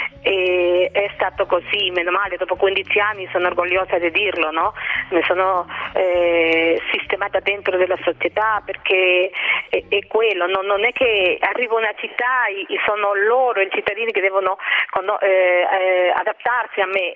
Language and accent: Italian; Peru; Italian is a second language; now in Italy; 40-50 persone in più conoscono un pochettino del mio paese, di Perù